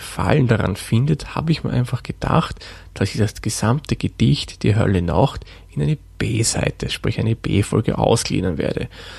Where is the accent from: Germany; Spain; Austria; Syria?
Austria; Lower Austria; denn ich bin ja ein gebürtiger Waldviertler.